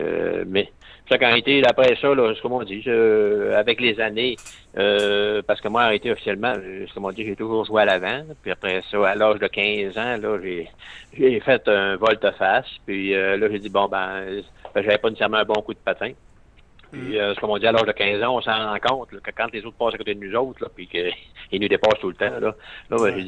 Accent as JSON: {"language": "French", "town": "Chambord", "region": "Quebec", "country": "Canada", "tie": "born or raised there", "said": "moi, d'abord, je suis natif de Chambord."}